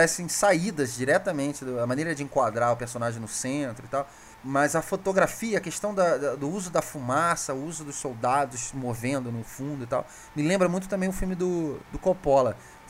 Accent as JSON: {"language": "Portuguese", "region": "Rio de Janeiro", "country": "Brazil", "said": "eu, como carioca também, eu vivi um pouco daquilo ali que tem no Cidade de Deus. Eu morava do lado da Cidade de Deus, sim, na freguesia."}